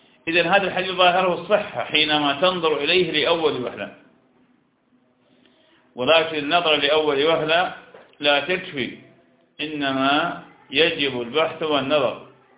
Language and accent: Arabic; Iraq; أنا عراقي وأنت شام